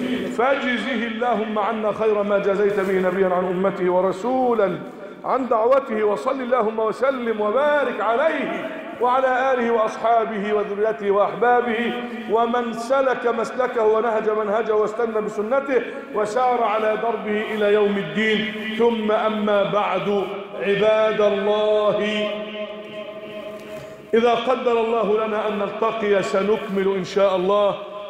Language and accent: Arabic; Egypt; أن تجعل بلدنا مصر أمناً أماناً